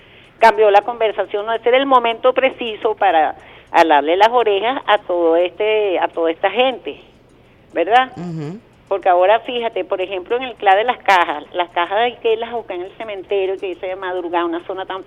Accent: Venezuela; también soy venezolana

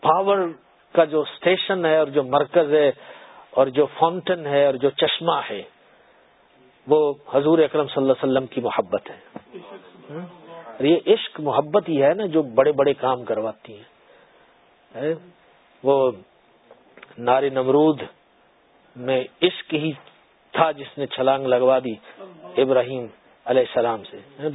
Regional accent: South Africa; I come from South Africa, you are living in UK, and we are equally benefiting.

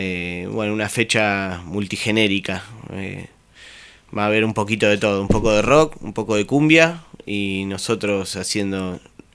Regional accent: Magdalena, Buenos Aires Province, Argentina; moved away; sí, estoy con unos chicos allá en Magdalena, estamos ensayando, yo soy de allá, vivo acá hace tiempo igual.

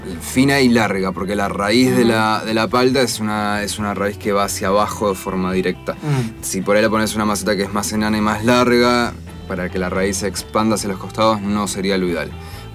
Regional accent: Argentina; Somos argentinos y porque somos conocidos en el mundo.

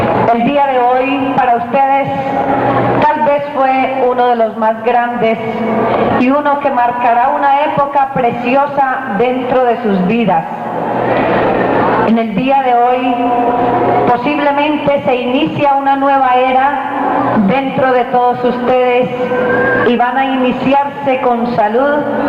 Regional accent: Colombia; pero como colombiana y masoquista que soy, deseo sufrir parejo con ustedes

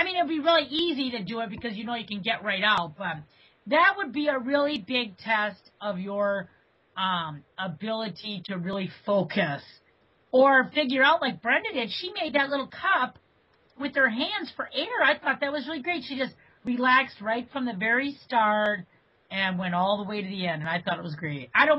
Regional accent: Maine, United States; It's like, Bob Crowley, we're from Maine.

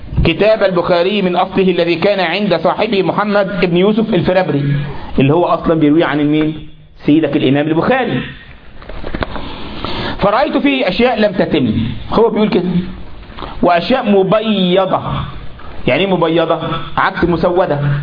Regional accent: Egypt; عندنا في مصر كل لبيب بالإشارة يفهم

